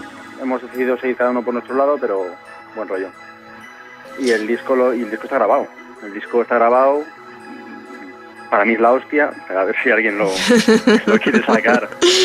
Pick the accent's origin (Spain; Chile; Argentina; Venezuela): Spain; Cantabria; now in Madrid, Spain; yo que soy de Cantabria lo mismo